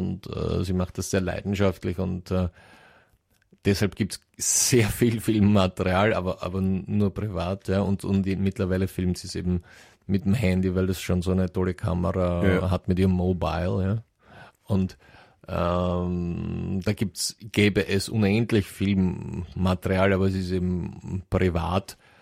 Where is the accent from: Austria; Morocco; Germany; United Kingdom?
United Kingdom; Wales; German is a second language; Wir sind beide aus Wales und das ist nicht groß, das stimmt.